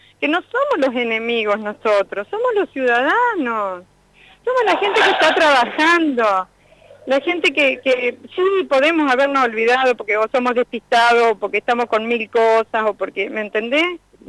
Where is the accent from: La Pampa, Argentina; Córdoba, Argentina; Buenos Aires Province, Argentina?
La Pampa, Argentina; Realicó; yo soy de Realicó, vengo de Realicó